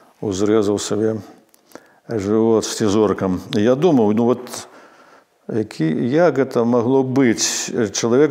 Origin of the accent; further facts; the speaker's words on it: Krevo, Grodno Region, Belarus; born there; Я нарадзіўся ў Крэве пад сценамі Крэўскага замка.